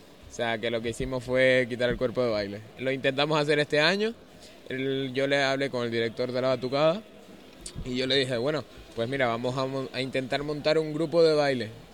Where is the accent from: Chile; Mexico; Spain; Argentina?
Spain; Canary Islands; Pues hay gente aquí, no solo somos de aquí, de Canarias, hay extranjeros también.